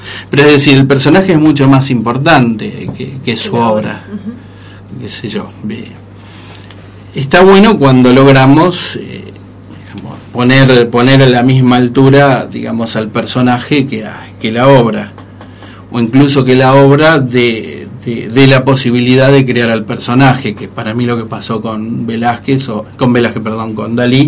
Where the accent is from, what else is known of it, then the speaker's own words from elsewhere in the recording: San Nicolás de los Arroyos, Buenos Aires Province, Argentina; yo medio me crié en San Nicolás de los Arroyos, provincia de Buenos Aires, más allá de mi sangre y mi alma rosarina. He vivido una especie de purgatorio infanto-adolescente en San Nicolás.